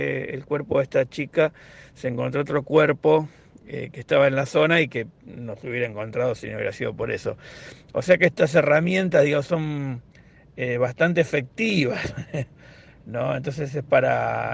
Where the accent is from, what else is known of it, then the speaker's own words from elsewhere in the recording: Lomas de Zamora, Buenos Aires Province, Argentina; en Loma de Zamora, de donde yo soy, donde vivo, donde soy oriundo